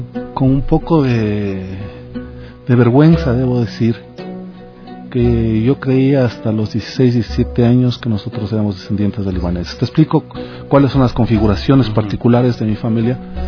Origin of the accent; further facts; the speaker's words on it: Ecuador; Yo soy un ecuatoriano palestino porque mi patria es Ecuador, siempre es el Ecuador. No he pensado volver a Palestina, yo he crecido acá.